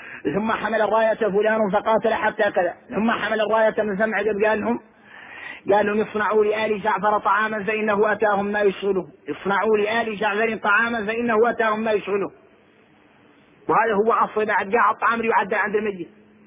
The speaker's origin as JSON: {"language": "Arabic", "country": "Mauritania", "said": "احنا موريتاني وعكسنا الرواية"}